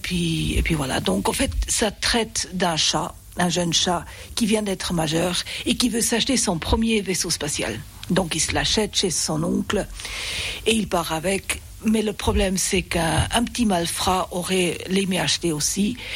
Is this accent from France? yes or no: no; Geneva, Switzerland; French is a second language; also born or lived in Basel; Mais j'ai grandi en Suisse romande à Genève à partir de l'âge de 10 ans. C'est d'ailleurs là-bas que j'ai appris le français, j'ai fait ma scolarité française